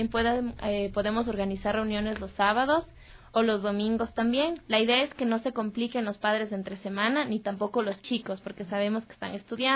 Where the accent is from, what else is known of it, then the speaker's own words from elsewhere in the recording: Ambato, Tungurahua, Ecuador; Sí, soy ecuatoriano y probablemente, bueno, yo soy de Ambato